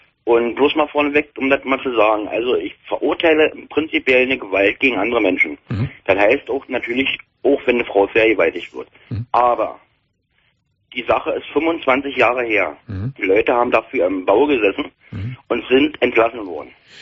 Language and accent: German; Stendal, Saxony-Anhalt, Germany; ich komme aus Stendal. Das ist ein Ort in Sachsen-Anhalt.